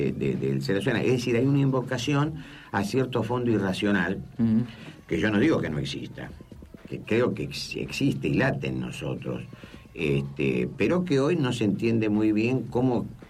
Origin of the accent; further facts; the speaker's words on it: Argentina; porque soy argentino.